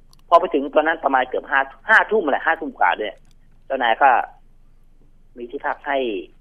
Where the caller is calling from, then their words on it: Bang Kapi, Bangkok, Thailand; บางกะปิครับผม